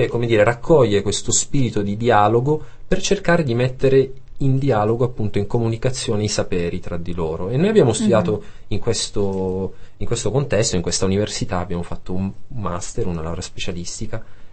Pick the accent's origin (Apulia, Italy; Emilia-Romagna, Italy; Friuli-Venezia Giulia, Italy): Apulia, Italy; Taranto; moved away as an adult; now in Brussels, Belgium; Io anche sono partito da Taranto.